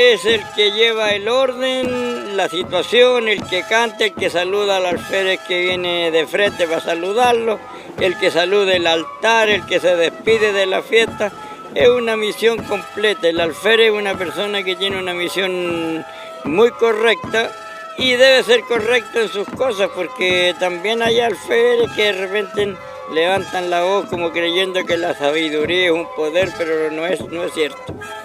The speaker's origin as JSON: {"language": "Spanish", "town": "Putaendo", "region": "Valparaíso", "country": "Chile", "said": "Pero nosotros que somos campesinos, que somos de Putaendo, San Felipe, Quebrada de Alvarado"}